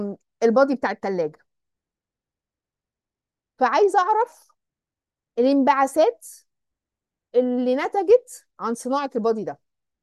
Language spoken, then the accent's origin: Arabic; Egypt; احنا عندنا في مصر ما عندناش البلت